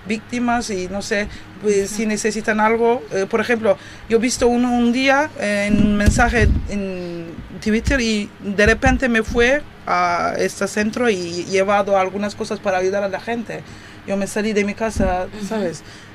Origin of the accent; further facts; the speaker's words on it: Turkey; Spanish is a second language; somos, sabes, turcos, que somos de Turquía